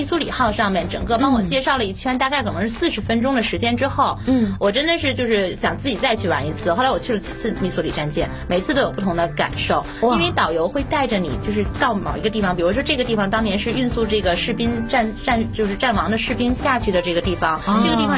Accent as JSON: {"language": "Chinese", "country": "China", "said": "美国人过去看是带着一种心情，我们中国人去看又是一种心情"}